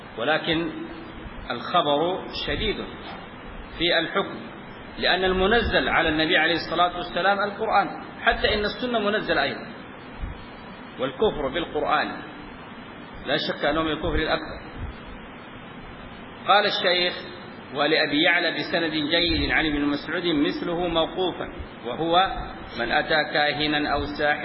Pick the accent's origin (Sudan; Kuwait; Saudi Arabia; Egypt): Sudan; زي ما عندنا في السودان يقول شوف لي الخيرة